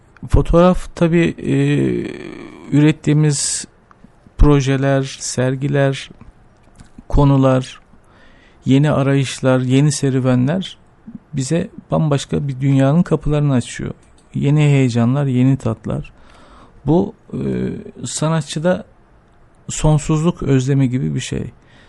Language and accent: Turkish; Ankara, Turkey; Ben Ankara'da büyüdüm. Bütün kazanımlarımızı, edinimlerimizi, her şeyimizi Ankara'da öğrendik. Dolayısıyla evet. Ankara bizi büyüten başkent. Bizi büyüten ve adam eden kent.